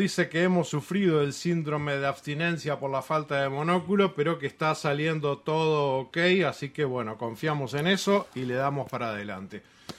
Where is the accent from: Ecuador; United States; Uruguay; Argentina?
Uruguay; Como uruguayos y como orientales tenemos que señalar que no nos gustó, que nos afecta nuestra identidad